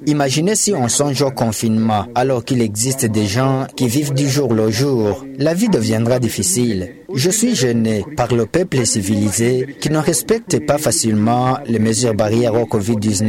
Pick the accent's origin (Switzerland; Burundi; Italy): Burundi; Chez nous au Burundi, le dépistage et les médicaments sont gratuits.